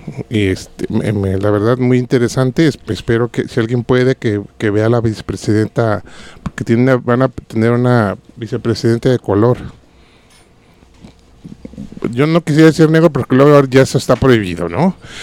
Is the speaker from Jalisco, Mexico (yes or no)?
yes; Guadalajara, Jalisco, Mexico; Entonces, como tapatío, dije.